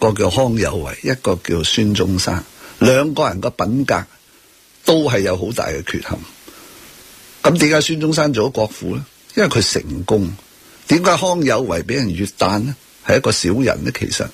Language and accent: Cantonese; Hong Kong; 我哋香港人好 innocent